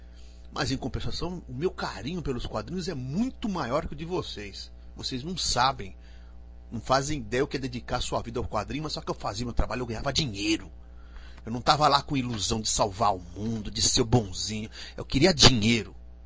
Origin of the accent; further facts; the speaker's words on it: Araraquara, São Paulo, Brazil; Nossa, eu passei minha infância em Araraquara. Maravilhosa, adoro Araraquara. Se bem que decaiu muito, né?